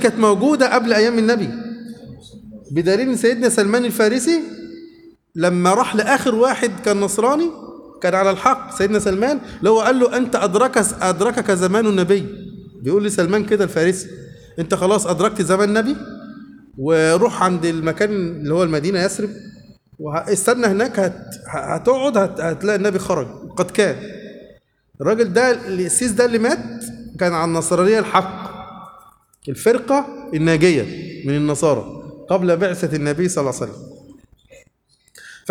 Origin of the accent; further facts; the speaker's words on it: Upper Egypt, Egypt; اللي إحنا بنسمي عندنا في الصعيد الموز صابع موز